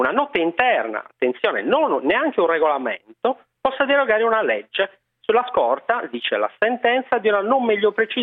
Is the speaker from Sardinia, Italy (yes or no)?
yes; Sardinia, Italy; Esatto, sardo verace.